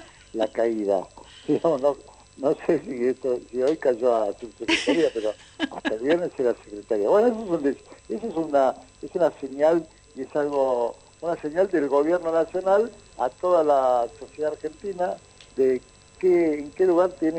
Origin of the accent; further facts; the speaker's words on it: Italy; yo como soy italiano